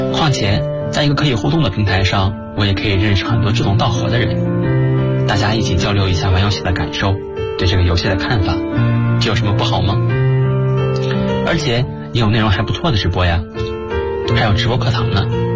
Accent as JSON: {"language": "Chinese", "region": "Gansu", "country": "China", "said": "来自甘肃，距离我的家乡1622公里"}